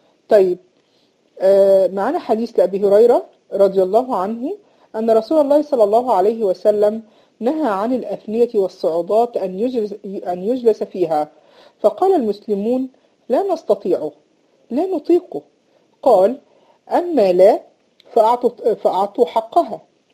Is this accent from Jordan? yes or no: no; Egypt; إن إحنا عندنا في مصر بنسميها المصاطب